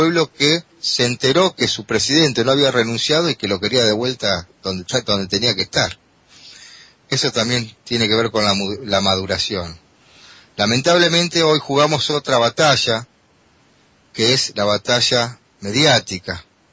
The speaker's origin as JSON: {"language": "Spanish", "country": "Argentina", "said": "Y lo abro desde como argentino también, ¿no?"}